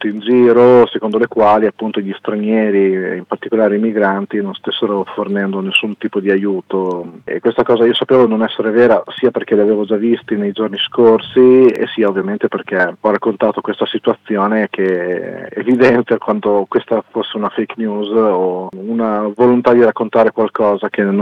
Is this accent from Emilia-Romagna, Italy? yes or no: yes; Cesena, Emilia-Romagna, Italy; now in Forlì, Italy; sia a Cesena, che è la mia città natale, e a Forlì, che è la città dove vivo oggi.